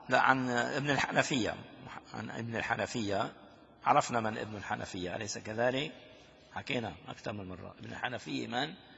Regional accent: Damascus, Damascus Governorate, Syria; عندنا في دمشق الشام

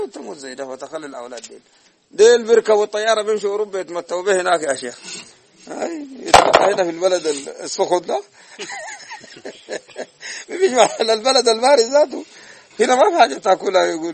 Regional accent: Sudan; دي أحسن تبايع موجود عندنا في السودان

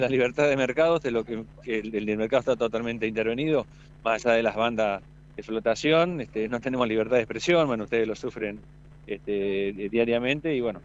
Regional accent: Argentina; Nos identifica, creo que como argentino, es sinónimo de soberanía.

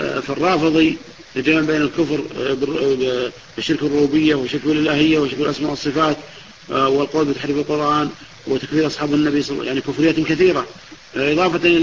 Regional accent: Najd, Saudi Arabia; كما يقول العوام عندنا في نجد يقول خشته

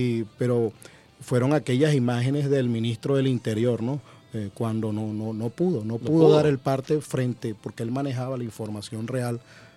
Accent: Venezuela; forma parte de lo que somos como venezolanos

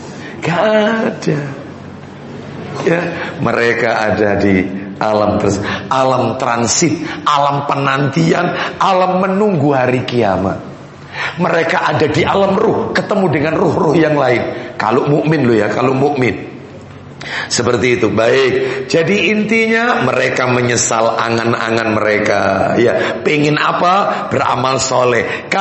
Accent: Surabaya, East Java, Indonesia; also born or lived in Sepanjang; Saya asli Nyamplungan, Surabaya, Ampel iya. Tapi lama di Sepanjang. Jadi masih kecampur-kecampur ini ya.

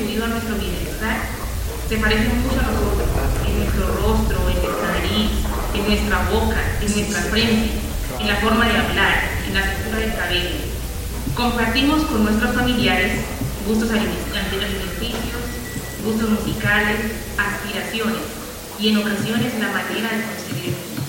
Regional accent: Chocó, Colombia; El departamento de Chocó, en Ismila, donde yo crecí, la mayoría era poblacionada.

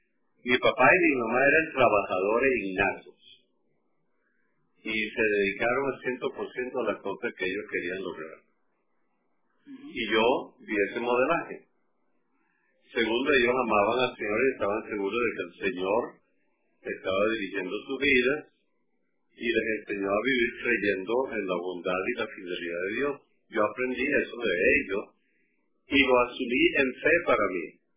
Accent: Barquisimeto, Lara, Venezuela; born there; No, yo nací en el municipio Irribarren de Barquisimeto.

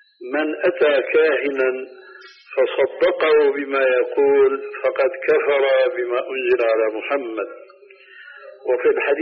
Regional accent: Syria; كما يقولون عندنا في سوريا

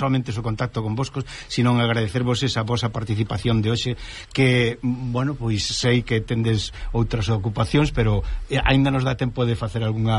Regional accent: Galicia, Spain; enorgullécenos como galegos aquí en Cataluña

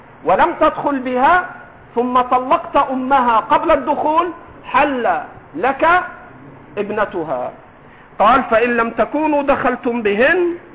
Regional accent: Egypt; accent: Egyptian; حماتك في لهجتنا المصرية

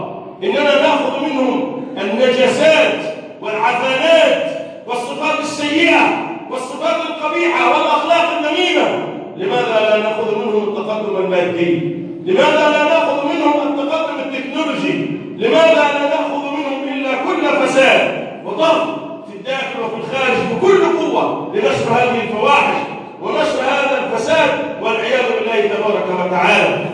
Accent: Egypt; اللهم احفظ بلدنا مصر

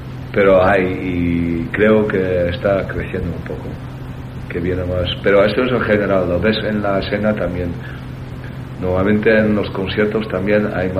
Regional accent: Zoetermeer, South Holland, Netherlands; Spanish is a second language; Y en Zoetermeer, de donde soy yo, y La Haya

